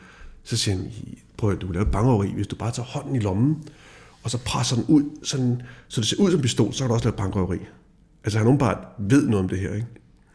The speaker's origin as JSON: {"language": "Danish", "town": "Birkerød", "region": "Capital Region of Denmark", "country": "Denmark", "said": "Og jeg er jo fra Birkerød, og har aldrig rørt et våben."}